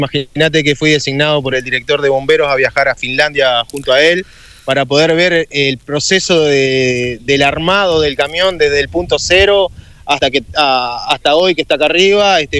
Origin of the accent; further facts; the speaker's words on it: Montevideo, Uruguay; Los otros 5, que me incluyo, somos de Montevideo, vamos a estar trasladándonos también.